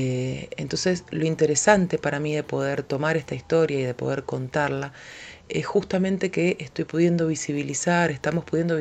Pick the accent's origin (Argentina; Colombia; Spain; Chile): Argentina; Mendoza; soy mendocina, soy productora audiovisual